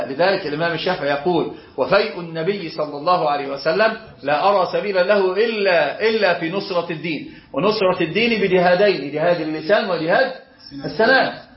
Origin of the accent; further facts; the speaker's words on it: Egypt; أنا أقول أنا مصري صحيح